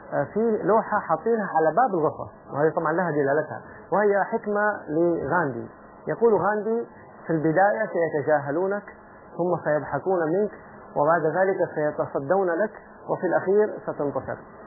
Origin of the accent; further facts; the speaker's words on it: Saudi Arabia; عندنا من لبنان، عندنا من العراق، يعني جنسيات متنوعة ومختلفة، وأنا من السعودية